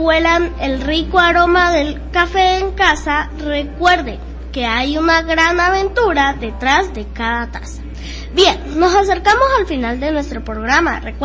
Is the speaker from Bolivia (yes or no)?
no; Venezuela; un tema que nos identifica como venezolanos